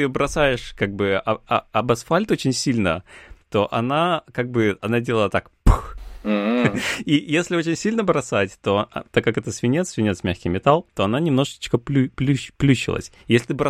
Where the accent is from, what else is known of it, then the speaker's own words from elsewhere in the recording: Cherepovets, Vologda Oblast, Russia; мое детство, лихое детство в Череповце, в, собственно, в этом районе, в котором были там только кусты и ничего больше.